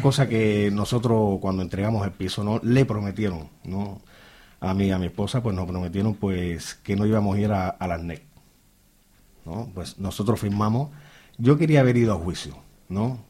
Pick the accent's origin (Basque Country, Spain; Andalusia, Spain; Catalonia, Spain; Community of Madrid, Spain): Catalonia, Spain; moved away; somos de Cataluña, pues no, vinimos para aquí porque los alquileres más baratos